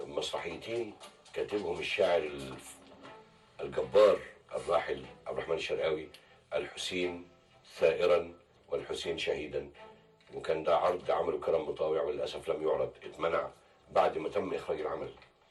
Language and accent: Arabic; Egypt; احنا ما بناخدش اجازه على الاقل عندنا في مصر